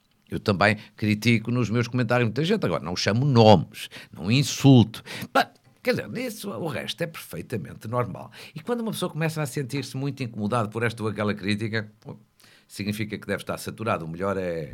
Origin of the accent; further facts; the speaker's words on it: Fafe, Norte, Portugal; na Câmara da minha terra, que é FAF